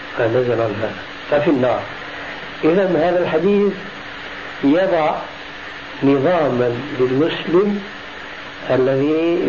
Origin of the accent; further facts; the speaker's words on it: Syria; فيأتي المثل العام عندنا في سوريا